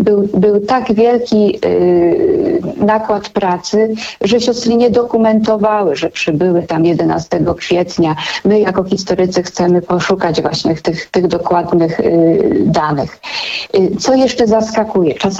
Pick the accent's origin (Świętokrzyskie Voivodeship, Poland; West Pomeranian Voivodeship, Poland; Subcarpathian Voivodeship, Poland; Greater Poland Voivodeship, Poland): Świętokrzyskie Voivodeship, Poland; Pińczów; Ja sama przyznam, pochodzę z małej miejscowości w Świętokrzyskim Pińczów.